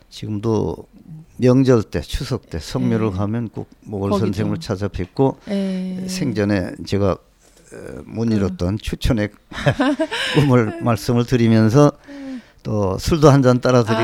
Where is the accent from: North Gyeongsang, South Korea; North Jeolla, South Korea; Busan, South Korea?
North Jeolla, South Korea; 이제 초등학교, 중학교는 고향서 다녔습니다.